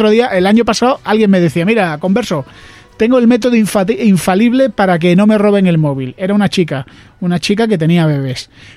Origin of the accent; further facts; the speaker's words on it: Andalusia, Spain; yo que soy andaluz